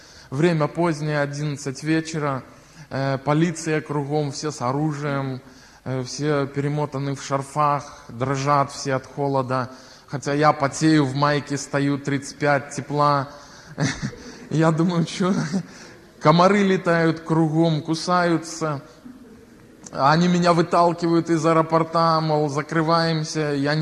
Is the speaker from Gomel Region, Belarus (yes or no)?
no; Klichaw, Mogilev Region, Belarus; Я сам родом из Могилевской области, маленького поселка Кличев, такой есть, это около 10 тысяч населения.